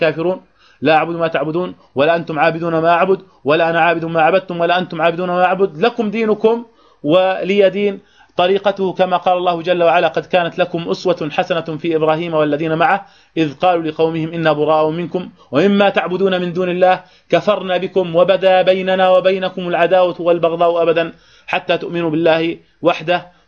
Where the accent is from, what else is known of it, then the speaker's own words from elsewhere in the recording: Jordan; يعني أصبحنا حتى عندنا في الأردن وجدنا بعض الناس المحسوبين على هذا التيار